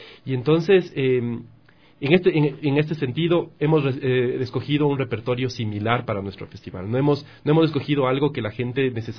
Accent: Ecuador; Yo soy ecuatoriano.

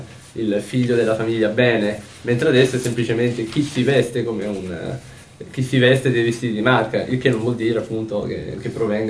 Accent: Rome, Lazio, Italy; Ma io sono di Trastevere, quindi proprio romano de Roma.

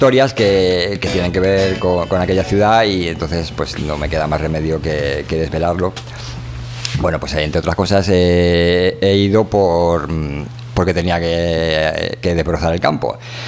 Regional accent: Toledo, Castilla-La Mancha, Spain; born there; Bueno, pues las tierras medias, que nací en Toledo.

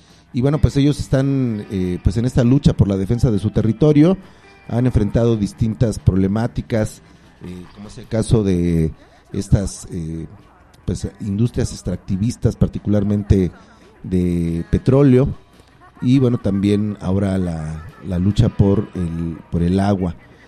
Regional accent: Peru; nosotros también somos peruanos

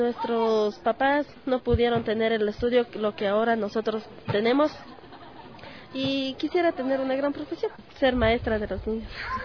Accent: Cotopaxi, Ecuador; Tengo 17 años y vengo de la provincia de Cotopaxi

